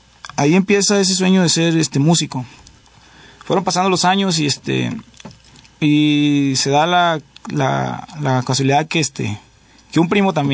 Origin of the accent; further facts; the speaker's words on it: Tijuana, Baja California, Mexico; Yo crecí en Tijuana, Baja California, ahí nací.